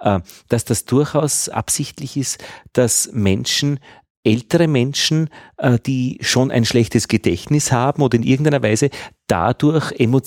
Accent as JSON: {"language": "German", "region": "Upper Austria", "country": "Austria", "said": "ich bin aus Oberösterreich, wo es auch jetzt noch Honig gibt"}